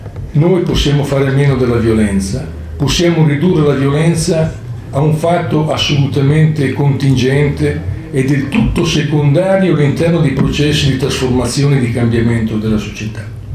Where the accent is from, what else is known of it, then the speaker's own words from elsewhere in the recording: Milan, Lombardy, Italy; Io vengo da Milano, quindi ovviamente ho un occhio specifico sulla situazione milanese e sulla situazione italiana nel suo complesso.